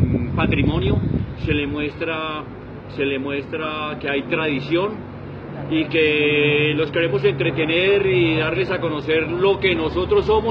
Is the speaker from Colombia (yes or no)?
yes; Bogotá, Colombia; Primero que todo porque vivo en Fontibón, soy de Fontibón y desplazarme queda muy difícil.